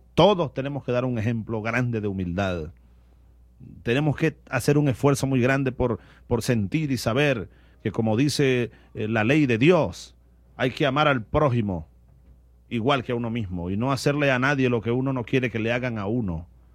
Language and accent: Spanish; Barinas, Venezuela; tú sabes que los barineses estamos en todas partes.